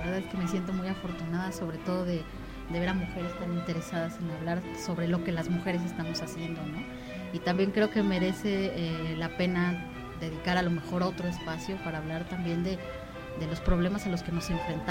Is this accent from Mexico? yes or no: yes; Morelos, Mexico; yo soy de Morelos y habemos varios de Morelos en el CCC